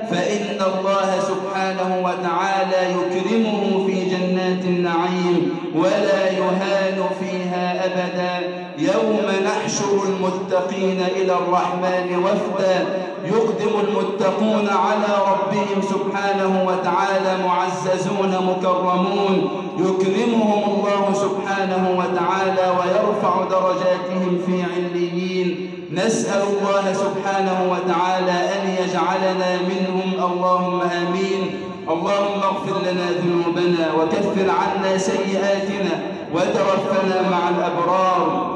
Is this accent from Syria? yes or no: no; Egypt; اللهم اجعل بلدنا مصر أمناً أماناً